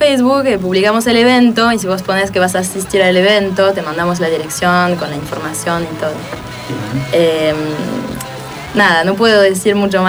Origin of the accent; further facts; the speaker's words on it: France; moved away as an adult; now in Argentina; De Francia.